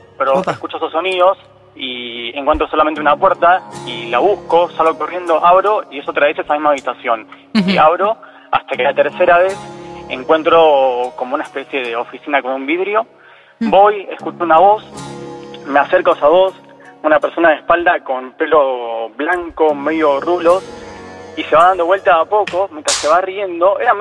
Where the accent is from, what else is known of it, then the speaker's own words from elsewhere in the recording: Merlo, Buenos Aires Province, Argentina; De Merlo.